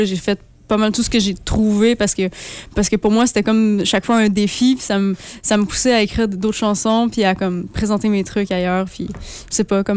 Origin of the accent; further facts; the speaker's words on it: Quebec, Canada; now in Montréal, Canada; Ben moi, je viens de Saint-Andéman, en Gaspésie.